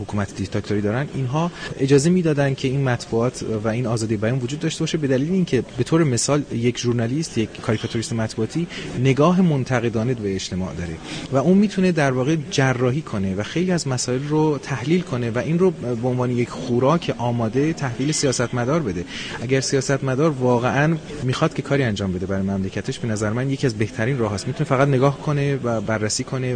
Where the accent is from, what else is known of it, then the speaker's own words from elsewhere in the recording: Rasht, Gilan, Iran; من در شهری به دنیا اومدم که مردمش معروف هستن به خوشبینی. من رشتی هستم